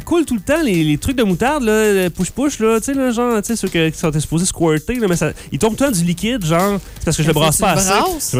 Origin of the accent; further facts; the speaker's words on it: Quebec, Canada; On est des Canadiens francophones, Canadiens français, Québécois.